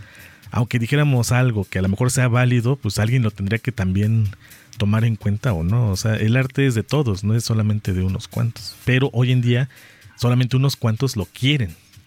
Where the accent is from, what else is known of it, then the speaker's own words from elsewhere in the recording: Mexico; para los que somos mexicanos y tú vas viendo cómo se van tomando temas